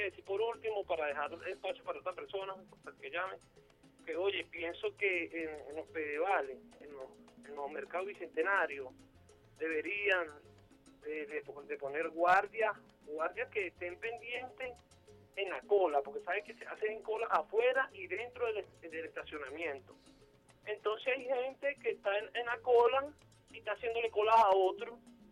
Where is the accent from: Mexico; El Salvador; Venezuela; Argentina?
Venezuela